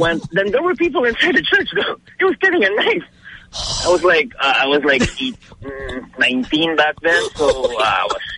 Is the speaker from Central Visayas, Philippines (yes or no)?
yes; Cebu, Central Visayas, Philippines; from Cebu.